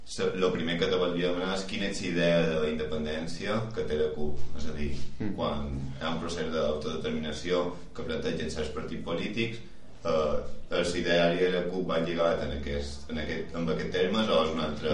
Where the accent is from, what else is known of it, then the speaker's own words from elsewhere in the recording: Balearic Islands, Spain; hi ha una frase que a nosaltres com a mallorquins ens va cridar bastant l'atenció